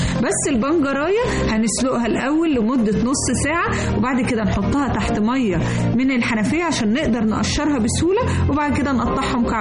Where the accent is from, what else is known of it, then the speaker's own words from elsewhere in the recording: Egypt; احنا بنحبه واحنا كمصريين فننا فيه